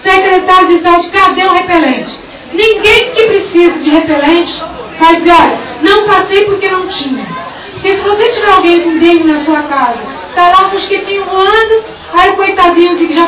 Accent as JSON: {"language": "Portuguese", "town": "Cubatão", "region": "São Paulo", "country": "Brazil", "tie": "born or raised there", "said": "Eu moro no mesmo lugar, na mesma casa, tenho os mesmos vizinhos, e nasci em Cubatão, sou filha, neta, bisneta, tataraneta de cubatense"}